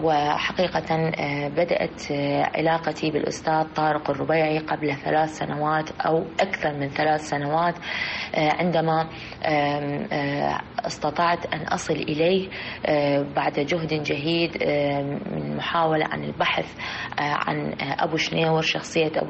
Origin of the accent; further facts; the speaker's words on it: Iraq; يرتقي بهذا الفن في بلدنا العراق